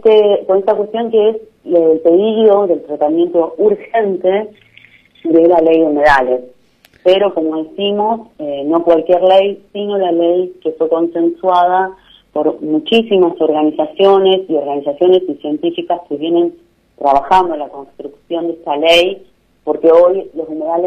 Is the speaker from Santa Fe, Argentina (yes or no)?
yes; Santa Fe, Argentina; Nosotras como santafesinos nos recordamos que en un momento el agua estuvo horrible